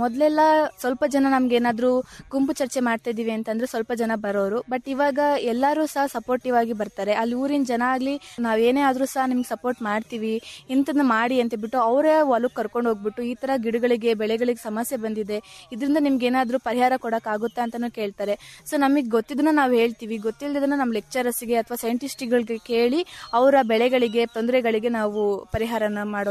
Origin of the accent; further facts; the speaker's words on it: Ajjampura, Karnataka, India; ನಾನು ಚಿಕ್ಕಮಗಳೂರು ಡಿಸ್ಟ್ರಿಕ್ಟ್ ಅಜ್ಜಂಪುರ ತಾಲೂಕಿಂದ ಬಂದಿದ್ದೀನಿ.